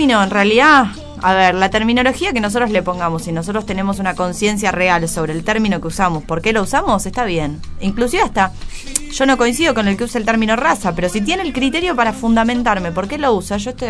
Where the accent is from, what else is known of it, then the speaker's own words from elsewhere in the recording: Argentina; Es preguntarnos nosotros como argentinos qué estamos festejando.